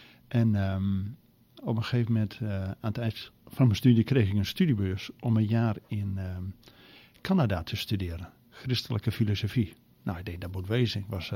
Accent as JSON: {"language": "Dutch", "town": "Usquert", "region": "Groningen", "country": "Netherlands", "tie": "born there", "lives_now": "Zwolle, Netherlands", "said": "ik ben in Noord-Groningen geboren. Klein dorpje, Uskwerd, betekent onze terp. Het was rond 1900 het rijkste dorp van Nederland."}